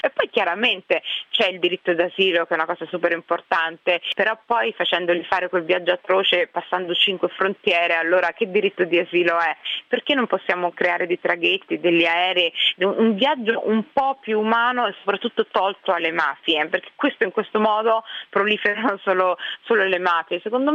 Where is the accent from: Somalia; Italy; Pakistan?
Somalia; il mio paese di origine, la Somalia, ha vissuto 23 anni di guerra civile e adesso 2 anni di instabilità comunque